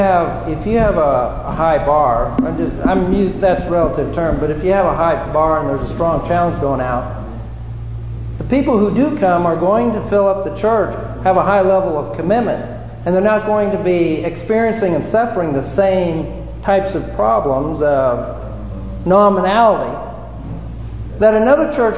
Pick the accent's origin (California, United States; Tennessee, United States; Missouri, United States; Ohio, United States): California, United States; Remember that one of the challenges, of course, didn't affect me much because I came from California.